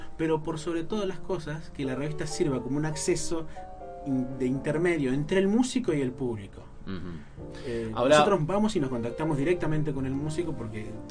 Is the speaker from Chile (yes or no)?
no; Moreno, Buenos Aires Province, Argentina; hasta, uh-huh, Moreno, de donde vengo yo